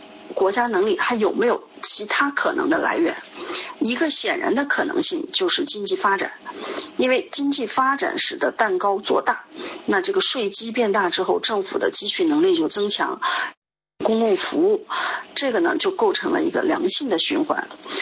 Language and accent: Chinese; China; 所以我们中国人说这个祸兮福之所以啊